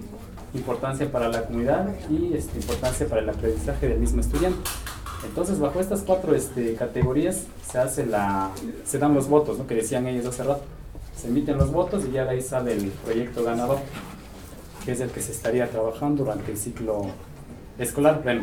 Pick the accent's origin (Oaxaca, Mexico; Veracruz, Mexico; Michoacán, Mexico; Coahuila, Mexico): Oaxaca, Mexico; San Andrés Solaga; Soy zapoteco de la Sierra Norte. Somos de ahí de San Andrés Solaga